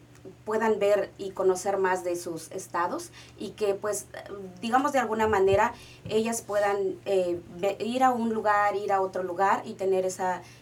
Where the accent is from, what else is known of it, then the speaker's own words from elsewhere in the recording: Oaxaca, Mexico; O sea, yo soy de Oaxaca, pero hay muchas cosas que yo desconozco